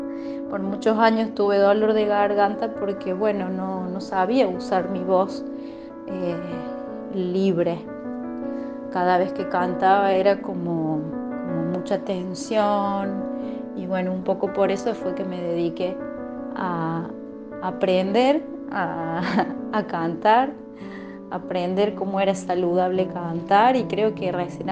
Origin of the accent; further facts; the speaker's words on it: Unquillo, Córdoba, Argentina; soy oriunda de Unquillo, Córdoba